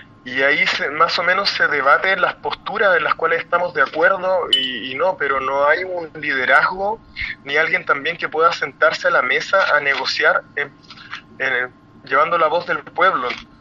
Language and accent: Spanish; Chile; lo que queremos es una nueva constitución que nos rija de ahora en adelante como chilenos cómo queremos vivir